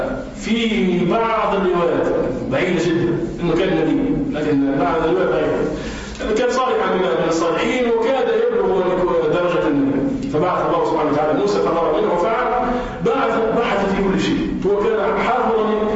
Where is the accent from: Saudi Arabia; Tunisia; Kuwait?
Tunisia; وكذلك بما يسمى عندنا في تونس بالحاك